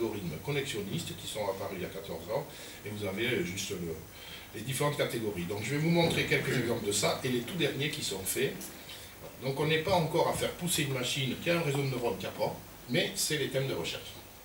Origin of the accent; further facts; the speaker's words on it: Pau, Nouvelle-Aquitaine, France; born there; je suis né à Pau, à un certain endroit.